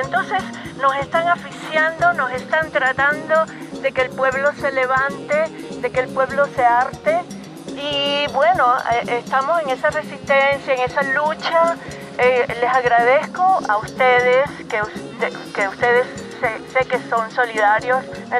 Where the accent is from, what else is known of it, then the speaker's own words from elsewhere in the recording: Venezuela; Bueno, en Venezuela, en mi país, estamos en una resistencia también.